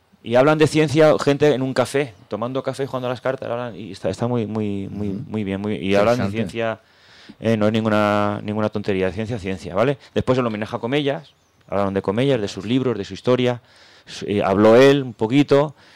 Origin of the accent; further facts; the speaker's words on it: Balearic Islands, Spain; Pues nosotros somos de Mallorca